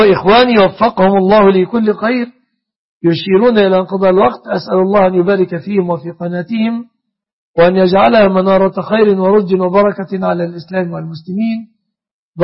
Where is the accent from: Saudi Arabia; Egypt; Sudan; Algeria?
Egypt